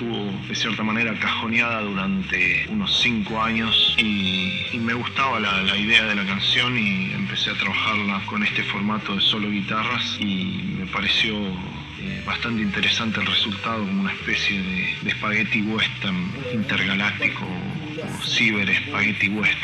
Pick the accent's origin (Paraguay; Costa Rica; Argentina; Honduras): Argentina; born there; also born or lived in Canada; yo soy nacido en Argentina, pero sigo teniendo una parte de mí en Canadá.